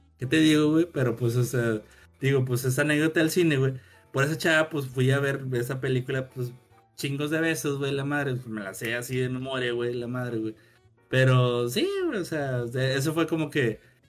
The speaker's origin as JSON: {"language": "Spanish", "town": "Monterrey", "region": "Nuevo León", "country": "Mexico", "said": "tengo que ir a la carretera porque soy de Monterrey, la chingada."}